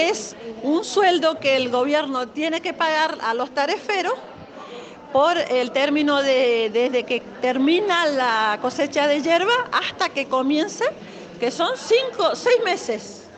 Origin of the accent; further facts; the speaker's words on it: Apóstoles, Misiones, Argentina; somos de Apóstoles Misiones.